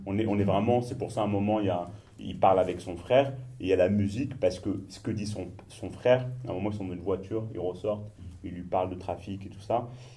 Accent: Morocco; non, moi je suis marocain

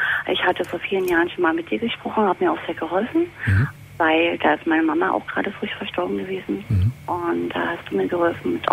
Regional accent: Berlin, Germany; So, mein Thema ist, ich bin aus Berlin.

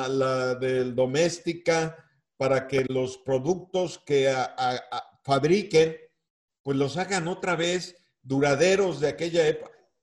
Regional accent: Oaxaca, Mexico; allá en mi tierra, en Oaxaca, pues hacemos huaraches.

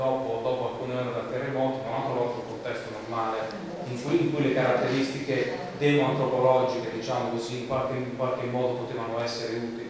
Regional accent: Abruzzo, Italy; anche io sono abruzzese, un piccolo comune abruzzese

